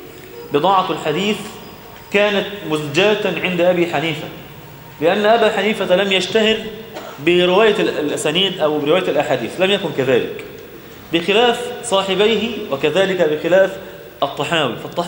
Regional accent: Egypt; إحنا بقى كمصريين

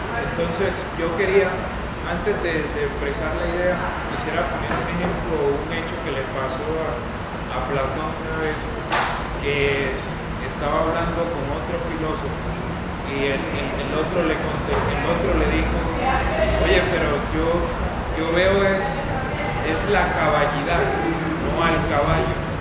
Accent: Colombia; Y no es que yo me sienta español, porque en realidad no soy español, yo no nací en la nación española, yo soy colombiano.

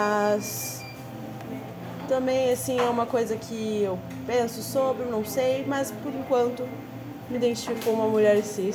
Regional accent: Porto Alegre, Rio Grande do Sul, Brazil; Eu morava antes mais perto da Zona Norte, ali pelo Jardim Botânico. Mas isso foi bem no início da minha infância, então não lembro muito dali. Depois eu fui pro Moinhos de Vento. E depois agora eu vim morar sozinha mesmo na Cidade Baixa

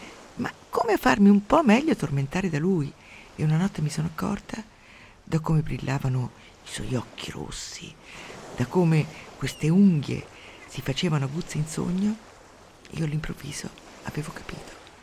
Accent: Umbria, Italy; Mi sembra di stare al mio paese, nell'alta valle del Tevere, dove c'era la nebbia 8 mesi all'anno e tutti erano piegati in 2 di reumatismi. Io avevo molta paura, come tutti i bambini, avevo molta paura della nebbia

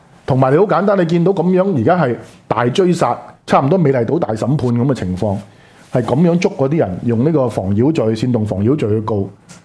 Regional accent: Hong Kong; 如果我哋香港人嘅立场就系话，如果香港呢一套核心价值可以向内地扩展

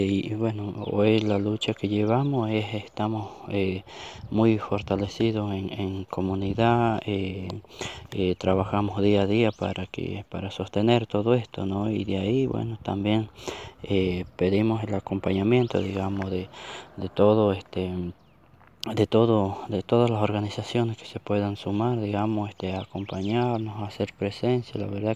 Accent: Tucumán, Argentina; Nosotros somos nación Diaguita porque al norte y al oeste de la provincia de Tucumán existían los Diaguitas, así que nosotros estamos dentro de ese territorio.

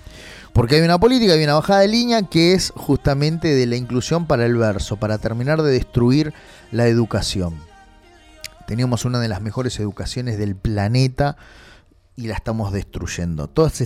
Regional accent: Solano, Buenos Aires Province, Argentina; Yo soy de Solano, amo Solano, pero estoy viendo el deterioro que hay social

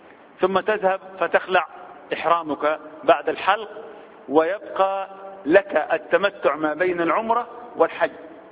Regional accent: Egypt; بعض الناس وبالأخص احنا كمصريين بنحب الجدال في الحج

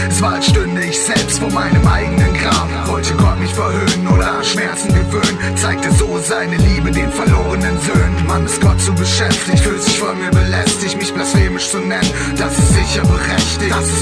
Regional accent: Bremen, Germany; Ich komme aus Bremen eigentlich. So, da lege ich auch immer noch auch nach zwei Jahren Wert drauf.

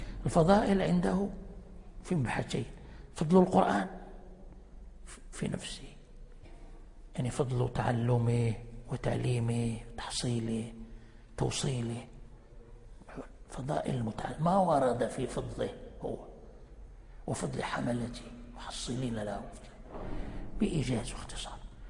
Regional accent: Morocco; كان عندنا في المغرب هنا علماء في الجبل في وقت الاستعمار

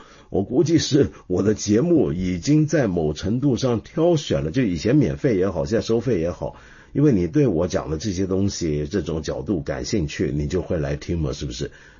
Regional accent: China; 终于等到我们08年北京办完奥运之后呢，我们中国人对于奥运的看法也就变了

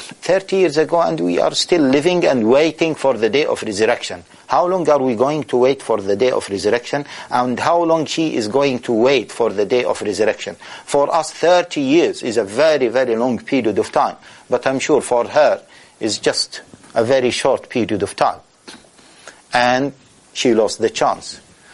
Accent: Taif, Makkah Province, Saudi Arabia; I was in Taif, my hometown. I was born in Taif.

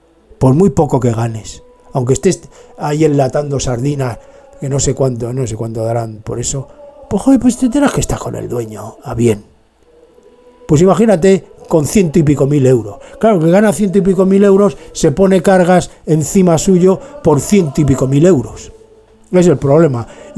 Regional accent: Madrid, Community of Madrid, Spain; born there; moved away; Yo nací en Madrid. De Madrid no me han echado, pero me fui

